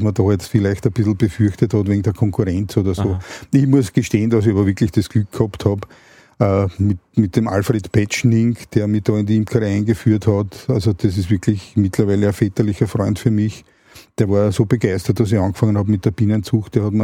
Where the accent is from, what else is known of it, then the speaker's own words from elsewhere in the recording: Vienna, Austria; wir aufs Land gezogen sind. Also ich komme ursprünglich aus Wien.